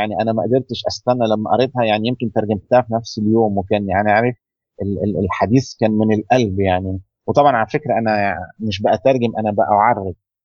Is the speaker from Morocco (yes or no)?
no; Egypt; أو العجل العربية زي ما بنقول عندنا في مصر